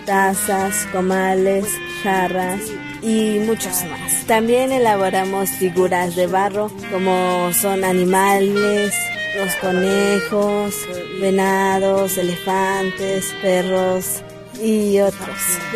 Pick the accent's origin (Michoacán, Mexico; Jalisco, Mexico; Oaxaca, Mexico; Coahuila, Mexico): Oaxaca, Mexico; Santa María Tlahuitoltepec; soy de Santa María Tlahuitoltepec del estado de Oaxaca.